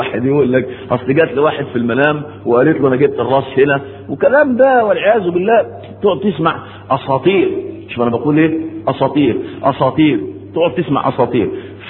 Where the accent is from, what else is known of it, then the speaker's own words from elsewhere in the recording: Egypt; كانت شغلانة دي موجودة ومنتشرة عندنا في مصر